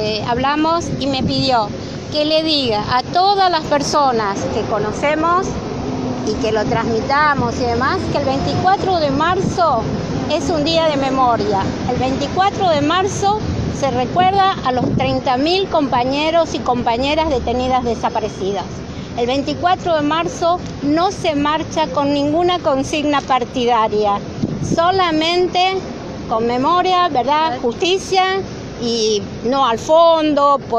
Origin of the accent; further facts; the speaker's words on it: Córdoba, Argentina; Yo soy de Córdoba